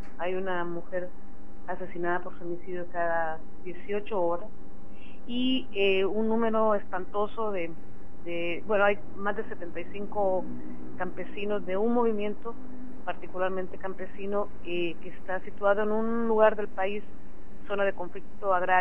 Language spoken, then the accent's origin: Spanish; Honduras; soy hondureña. Vengo de esas tierras de allá por Centroamérica.